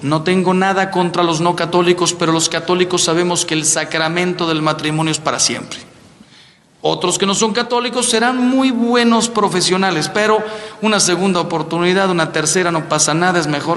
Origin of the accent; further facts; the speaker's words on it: Mexico; y yo soy mexicano